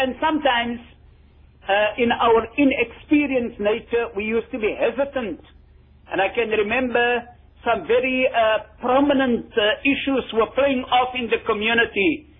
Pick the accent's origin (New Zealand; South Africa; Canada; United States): South Africa; Worcester, Western Cape; because I come from the Bulan town of Worcester.